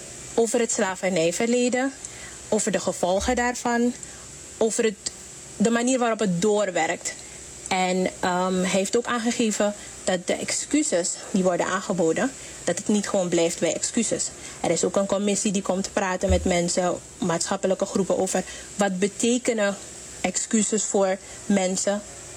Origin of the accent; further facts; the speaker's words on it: Suriname; hebben we ook allemaal als Surinamers meegedaan.